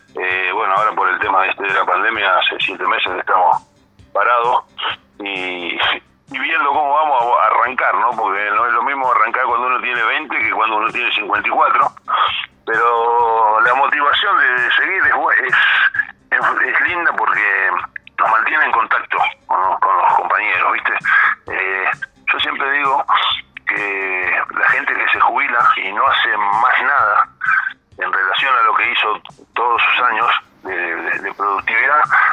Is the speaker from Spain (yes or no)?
no; La Plata, Buenos Aires Province, Argentina; yo soy platense, nací en La Plata a 8 cuadras de la estación del Provincial